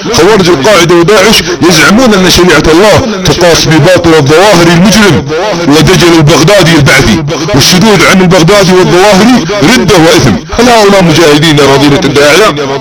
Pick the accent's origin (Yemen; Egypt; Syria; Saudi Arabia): Saudi Arabia; انا سعودي عاقل، عندي كيان ووطن